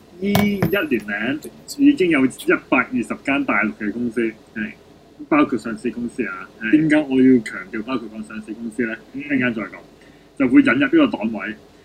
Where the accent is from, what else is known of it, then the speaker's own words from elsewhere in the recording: China; 其实呢个咧就系我哋中国人好伟大嘅传统。